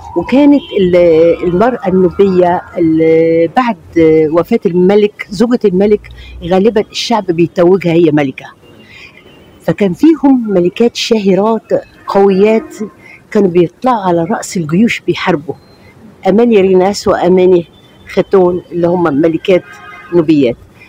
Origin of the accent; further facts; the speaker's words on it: Cairo, Cairo Governorate, Egypt; born there; نوبية صحيح، أنا اتولدت في القاهرة، ولكن ارتباطي بالنوبة بلد أبويا وأمي، وتعتبر يعني دي هويتي، دي منطقتي، دي يعني دي مكاني.